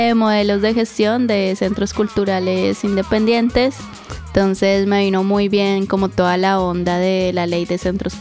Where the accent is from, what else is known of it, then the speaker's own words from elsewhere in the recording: Bogotá, Colombia; moved away as an adult; now in Buenos Aires, Argentina; vengo de Bogotá, Colombia, llevo 4 años en Buenos Aires.